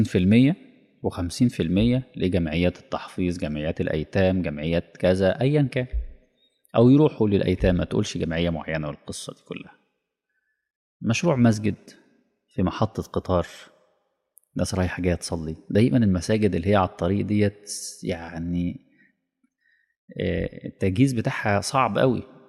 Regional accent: Egypt; هي فخمة ديت يعني خاصة بينا احنا يعني. كمصريين

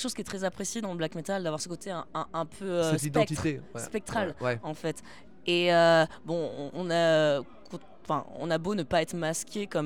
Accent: Paris, Île-de-France, France; Je suis parisienne.

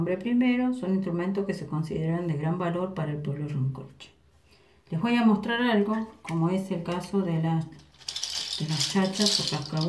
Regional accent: Santa Isabel, Argentina; Le estoy hablando en la lengua Chedungun. Yo soy de Santa Isabel, nací, hice el colegio allá, crecí sabiendo que era de raíz indígena

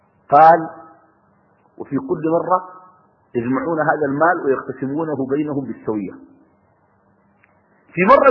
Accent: Sudan; وعندنا في السودان أسوأ من هذه الممارسة

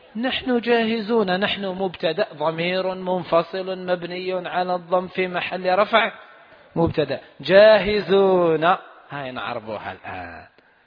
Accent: Algeria; وهذا أسهل وهو المعروف عندنا في الجزائر

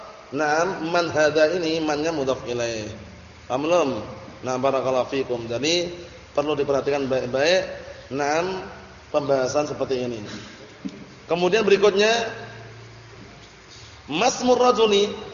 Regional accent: Indonesia; Karena kita bukan orang Arab. Kita ini orang Indonesia.

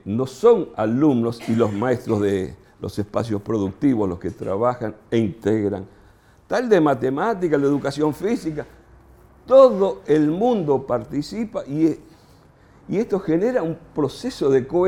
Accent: Buenos Aires, Argentina; yo soy porteño, imagínense, somos los dueños del mundo, los porteños.

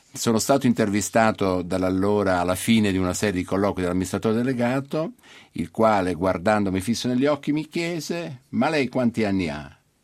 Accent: Naples, Campania, Italy; born there; Io sono nato a Napoli

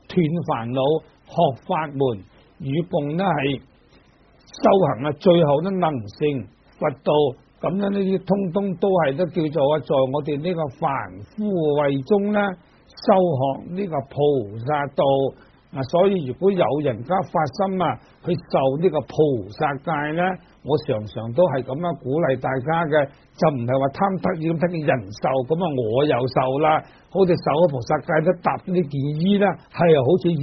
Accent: China; 尤其是我们中国人啊，很多那些迷信的

